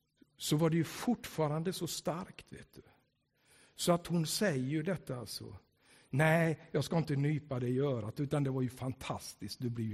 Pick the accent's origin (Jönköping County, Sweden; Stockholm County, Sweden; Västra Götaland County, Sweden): Jönköping County, Sweden; Tranås; När jag växte upp där, för jag växte upp i Tranås, då kallade de mig för